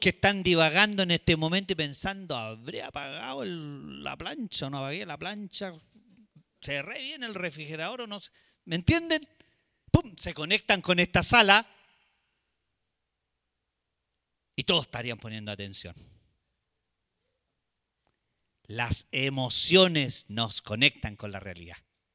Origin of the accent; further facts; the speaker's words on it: Chile; nosotros también como chilenos estamos afectados por este tipo de tragedias